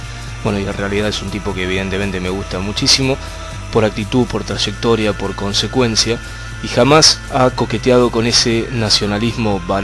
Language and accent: Spanish; Bahía Blanca, Buenos Aires Province, Argentina; muy cerca de mi tierra, de Bahía Blanca, en Huanquelén, en la provincia, en el sur de la provincia de Buenos Aires